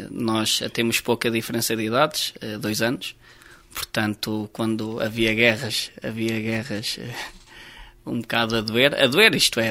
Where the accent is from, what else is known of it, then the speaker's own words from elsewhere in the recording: Gavinhos, Centro, Portugal; also born or lived in Oliveira do Hospital; Nasci em Oliveira do Hospital, 29 de abril de 1982, mas depois fui viver desde sempre para Gavinhos. Gavinhos de Cima, e aonde estive até aos meus 11 anos.